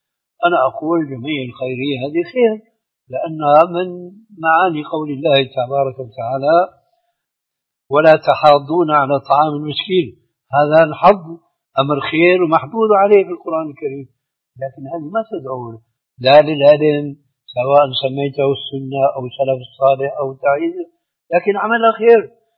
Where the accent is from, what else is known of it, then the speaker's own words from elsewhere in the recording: Syria; بلدي يعني سوريا